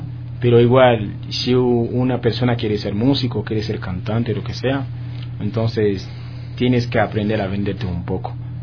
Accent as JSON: {"language": "Spanish", "country": "Haiti", "second_language": "Spanish", "said": "yo soy de Haití"}